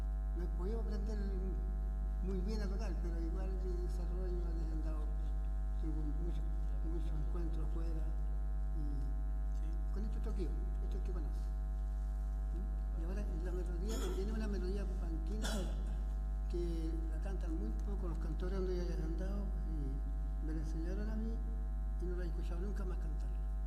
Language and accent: Spanish; Rinconada de Peralillo, O'Higgins, Chile; de Rinconada de Peralillo, de Corchagua.